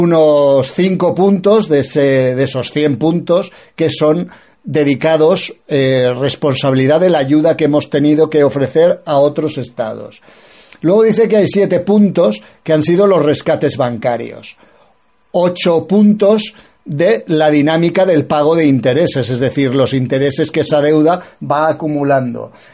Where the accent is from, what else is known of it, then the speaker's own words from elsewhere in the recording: Spain; como los españoles tenemos un punto caínita